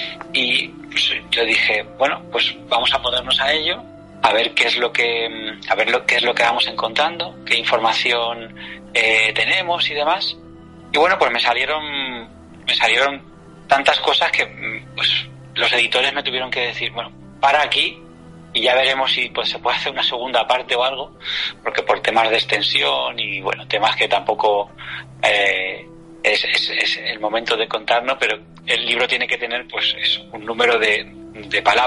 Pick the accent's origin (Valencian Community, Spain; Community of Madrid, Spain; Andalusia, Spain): Community of Madrid, Spain; Madrid; como madrileño, que tampoco voy yo haciendo gala de, pero sí, soy de Madrid y nacido en Madrid, que eso es muy raro de ver en Madrid, donde viene todo el mundo de todas partes